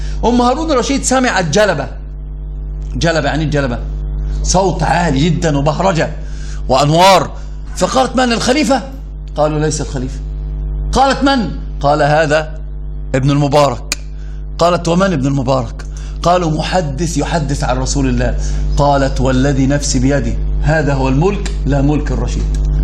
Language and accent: Arabic; Upper Egypt, Egypt; أنا صعيدي، عارف يعني إيش صعيدي؟